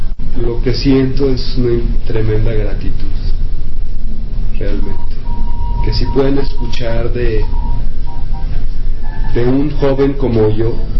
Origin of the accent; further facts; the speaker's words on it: Mexico; pero la tengo en mi espíritu, soy mexicano, ¿sí?